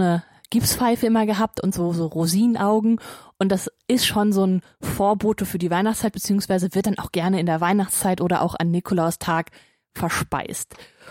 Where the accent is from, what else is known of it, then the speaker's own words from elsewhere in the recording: Hagen, North Rhine-Westphalia, Germany; Meine Heimat ist Hagen. Ja, genau das Hagen. Das Hagen, aus dem auch